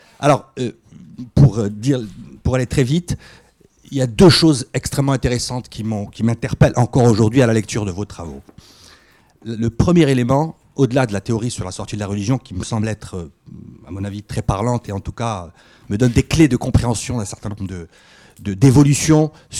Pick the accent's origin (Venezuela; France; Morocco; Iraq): Morocco; Je suis de passage à Paris, je viens du Maroc.